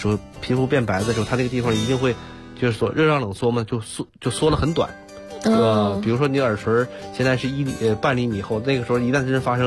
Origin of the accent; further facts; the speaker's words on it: Northeast China, China; 然后你比如说我小的时候这个又在东北长大